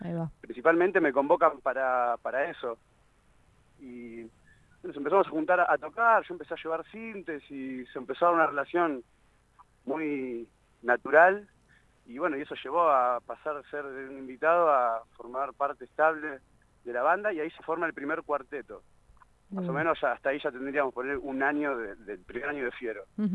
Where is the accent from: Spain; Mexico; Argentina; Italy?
Argentina; Ramos Mejía, Buenos Aires Province; also born or lived in Castelar; somos todos de Ramos Mejía y Castelar, de zona bien oeste de Buenos Aires.